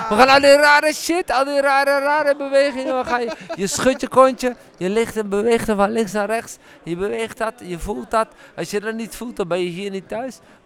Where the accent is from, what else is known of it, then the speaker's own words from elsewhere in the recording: Overijssel, Netherlands; Ik kom uit Twente.